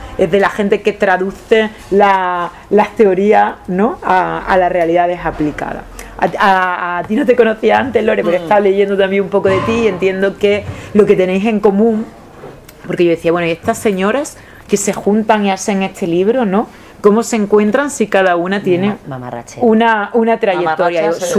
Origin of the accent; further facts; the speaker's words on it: Seville, Andalusia, Spain; soy de aquí de Sevilla, soy abogada